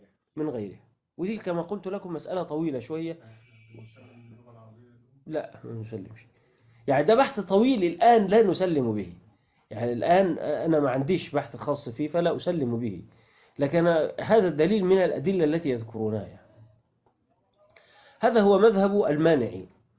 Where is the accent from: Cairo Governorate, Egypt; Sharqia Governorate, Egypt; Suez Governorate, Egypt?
Sharqia Governorate, Egypt; يعني جماعة الصعيدة مثلا أو عندنا في الشرقية يقولوا لسانه تعود